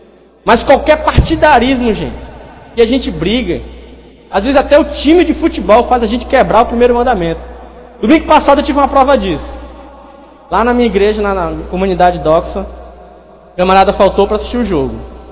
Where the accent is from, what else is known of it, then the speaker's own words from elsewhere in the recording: Brazil; Eu sou brasileiro, moro em Rondônia.